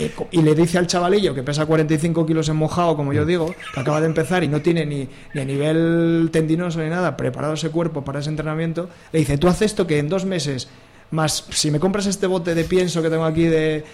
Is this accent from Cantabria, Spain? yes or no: no; Oviedo, Asturias, Spain; born there; now in Gijón, Spain; aquí en Gijón, que es una zona llana, porque bueno, yo que nací en Oviedo, salir andando en bici en Oviedo es encantador